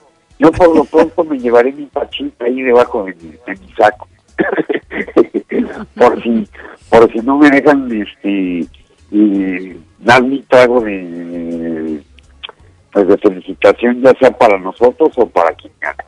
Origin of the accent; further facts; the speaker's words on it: Mexico; para nosotros estar en el Oscar como mexicanos, bueno, como latinoamericanos que somos todos